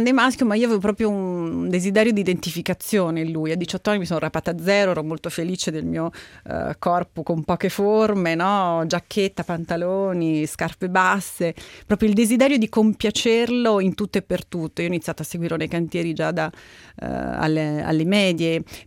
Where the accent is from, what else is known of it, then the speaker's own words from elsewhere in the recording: Todi, Umbria, Italy; Sono nata nel 66 in Umbria. E nata e cresciuta in un piccolissimo paesino, una frazione di Todi che si chiama Cecanibbi, 150 anime, come si suol dire, e i primi 5 anni della mia vita li ho passati lì